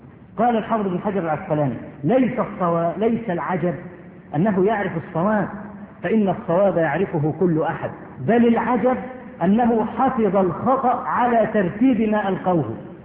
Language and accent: Arabic; Egypt; وانا اذكر مرة في مسجد